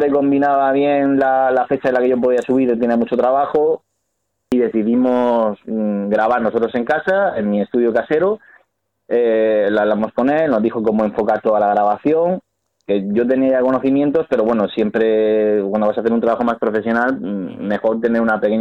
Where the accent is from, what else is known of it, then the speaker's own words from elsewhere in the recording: Murcia, Region of Murcia, Spain; nosotros somos de Murcia y él tiene el estudio en Bilbao